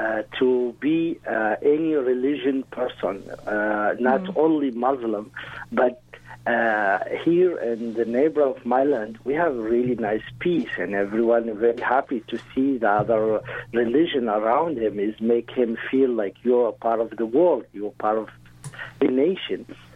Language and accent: English; Mauritania; English is a second language; I'm coming from the desert. I'm coming from Mauritania. I'm coming from what is this huge land of Muslim country where is peace